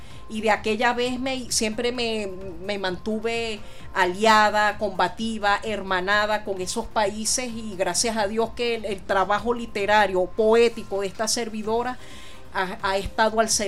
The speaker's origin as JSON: {"language": "Spanish", "country": "Venezuela"}